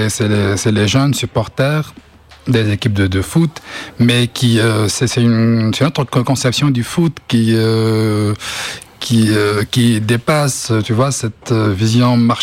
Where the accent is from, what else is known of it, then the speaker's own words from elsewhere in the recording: Tunis, Tunis Governorate, Tunisia; Je viens de Tunis.